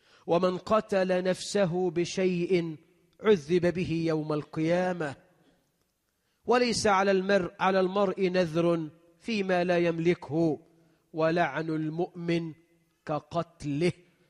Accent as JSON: {"language": "Arabic", "country": "Egypt", "said": "اللهم اجعل بلدنا مصر أمنا أمانا، رخاء سخاء"}